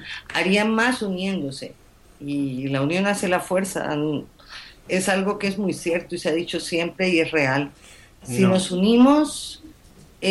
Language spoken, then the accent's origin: Spanish; Colombia; born there; moved away; yo soy colombiana de nacimiento y me duele mucho lo que pasa en Colombia.